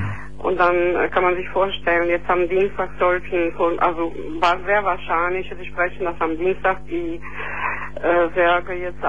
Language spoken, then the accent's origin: German; Matera, Basilicata, Italy; now in Neuss, Germany; Ich komme aus der zweitälteste Stadt Italien, Matera. Das sind gerade 2000 Kilometer von Neuss bis dorthin.